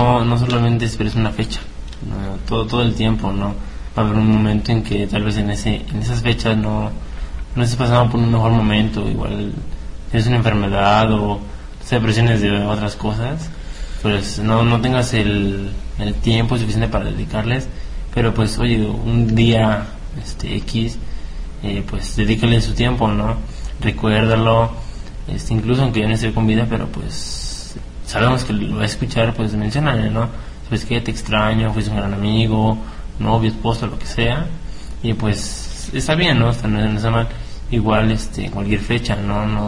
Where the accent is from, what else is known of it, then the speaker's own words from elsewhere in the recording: Mexico; now in Puebla, Mexico; pues en mi pueblo son dulces, y donde sé esos dulces... Y llego a Puebla y es dinero.